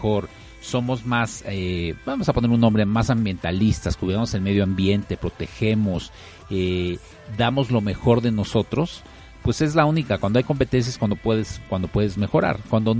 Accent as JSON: {"language": "Spanish", "country": "Mexico", "said": "nos estamos enfrentando a un nuevo reto como mexicanos."}